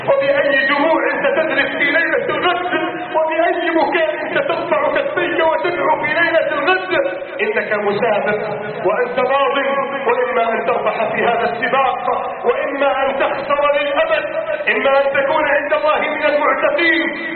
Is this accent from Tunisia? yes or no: no; Egypt; واجعل بلدنا مصر آمنا مطمئنا وسائر بلاد